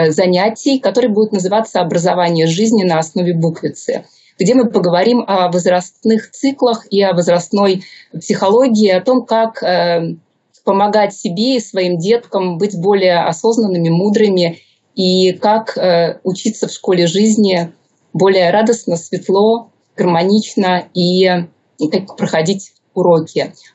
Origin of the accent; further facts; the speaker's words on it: Saint Petersburg, Russia; Я и родилась в Петербурге, и училась там, и прожила.